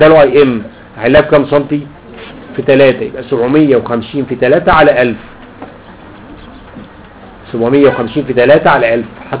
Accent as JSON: {"language": "Arabic", "country": "Egypt", "said": "اسمه عندنا في مصر له اسمين"}